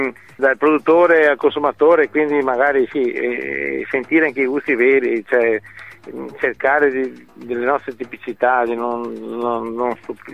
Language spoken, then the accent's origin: Italian; Veneto, Italy; veneti chiamiamo baccalà lo stoccafisso, e questo è sempre un problema spiegarlo ai clienti quando non sono veneti